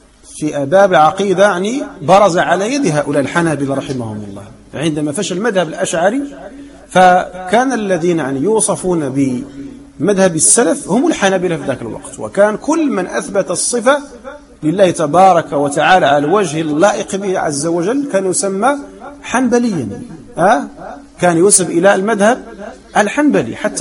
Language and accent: Arabic; Morocco; نحن مغاربة ونطلب بالرجوع إلى ما كان عليه المغاربة منذ الفتح